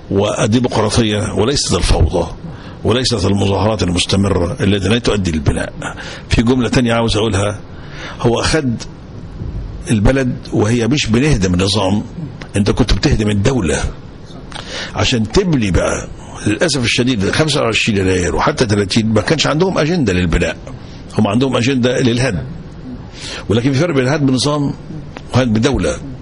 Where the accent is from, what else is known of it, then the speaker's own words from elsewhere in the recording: Egypt; ولكن أفخر إن أنا مصري وإن أنا بحارب.